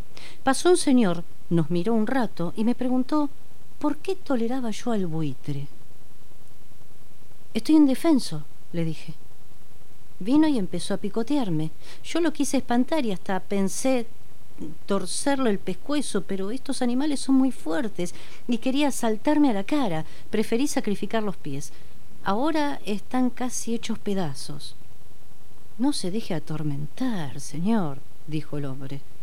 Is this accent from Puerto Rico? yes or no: no; Martín Coronado, Buenos Aires Province, Argentina; una revista barrial que sale en Coronado, Martín Coronado, de donde soy yo